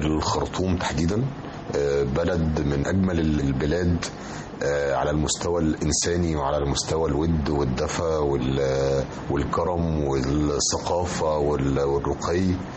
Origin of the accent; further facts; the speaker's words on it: Egypt; إحنا عندنا في مصر طبعا أقدم معرض دولي للكتاب في المنطقة كلها